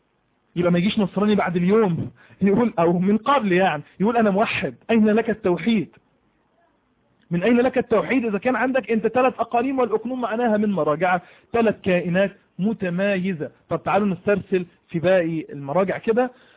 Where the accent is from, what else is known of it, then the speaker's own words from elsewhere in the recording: Egypt; أنا راجل مصري عندي لغة عربية وبسألك